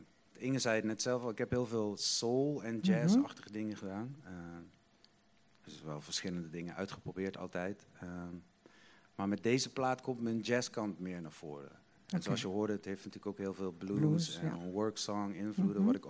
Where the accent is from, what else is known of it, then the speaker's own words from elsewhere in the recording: Limburg, Netherlands; now in Amsterdam, Netherlands; Ik kom uit Limburg, hè, zoals ik... Had ik dat al gezegd? Nee. Ik kom uit Limburg.